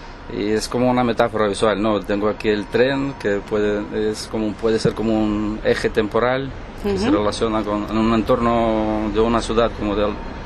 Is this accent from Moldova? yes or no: yes; Moldova; Spanish is a second language; De Moldavia.